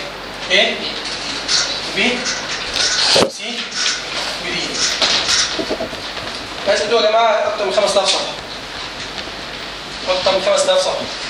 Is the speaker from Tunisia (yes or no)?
no; Egypt; now in United States; بس طبعا عندنا مفيش الكلام ده عندنا في مصر.